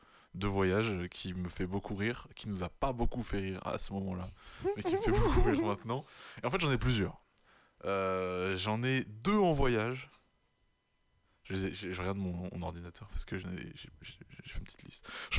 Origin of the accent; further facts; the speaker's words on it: Niort, Nouvelle-Aquitaine, France; Pendant longtemps, moi je rentrais pas beaucoup sur Niort pendant l'année, parce qu'on est de Niort.